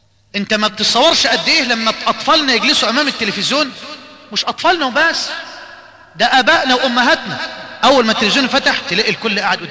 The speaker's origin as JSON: {"language": "Arabic", "country": "Egypt", "said": "عندنا في مصر الأسبوع اللي فات"}